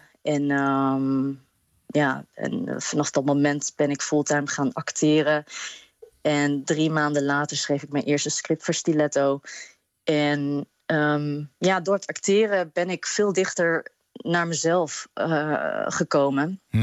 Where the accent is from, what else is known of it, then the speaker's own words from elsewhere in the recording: Apeldoorn, Gelderland, Netherlands; now in Rotterdam, Netherlands; Ik ben geboren en getogen in Apeldoorn.